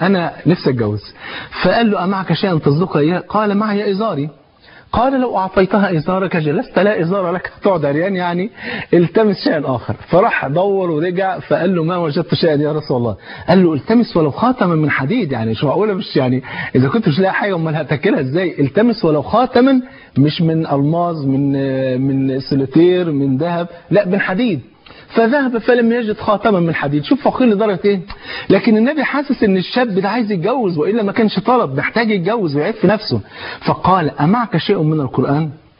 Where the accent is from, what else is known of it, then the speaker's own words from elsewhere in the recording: Egypt; حتى كان عندنا في مصر زمان كان يقول في العقد مثلا والمهر بتاعها ربع جنيه